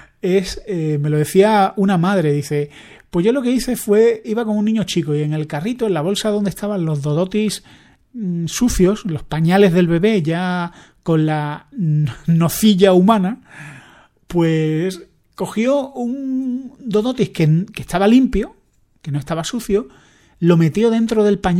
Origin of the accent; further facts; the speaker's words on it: Andalusia, Spain; Yo que soy andaluz, voy siempre con la idea de que me van a robar.